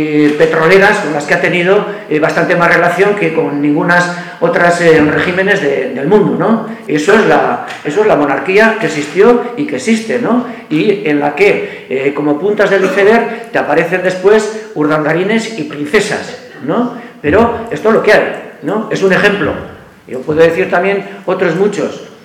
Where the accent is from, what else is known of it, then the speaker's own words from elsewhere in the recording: Basque Country, Spain; born there; Bueno, yo no soy asturiano, claro. Yo he nacido en Álava.